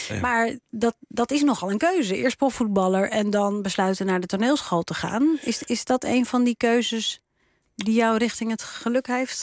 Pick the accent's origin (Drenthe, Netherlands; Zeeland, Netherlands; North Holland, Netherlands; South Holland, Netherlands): North Holland, Netherlands; Amsterdam; Ik bedoel, ik kom ook uit Amsterdam, maar...